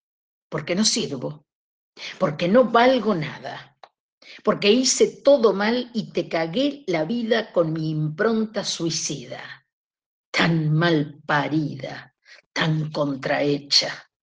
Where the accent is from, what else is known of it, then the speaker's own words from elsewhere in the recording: Buenos Aires, Argentina; born there; Y ahora aparece mi parte porteña, porque yo en realidad nací en Capital Federal.